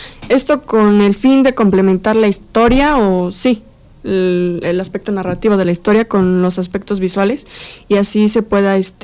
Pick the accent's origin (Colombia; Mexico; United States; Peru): Mexico; Ozumba, State of Mexico; la compañía es de Ozumba, de Alzate. Prácticamente todos somos de allá, con excepción de Grisel